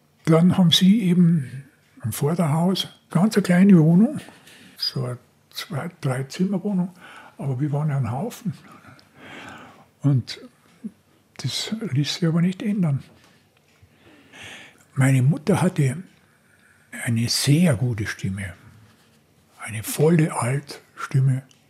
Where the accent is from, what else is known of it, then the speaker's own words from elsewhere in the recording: Munich, Bavaria, Germany; born there; 1935 bin ich in der Schraudolfstraße geboren worden. Hier direkt im Herzen Schwabings.